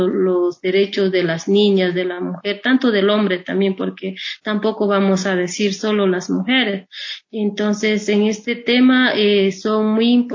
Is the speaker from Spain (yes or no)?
no; Ecuador; a pesar de que nos dicen son indígenas, que nosotros nada tenemos que ver, somos parte del Estado, nosotros somos ecuatorianos.